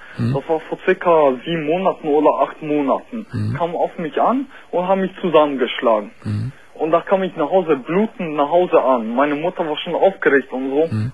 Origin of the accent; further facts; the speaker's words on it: Poland; Nein, ich bin jetzt, also ich bin Pole, also halb Pole, halb Russe.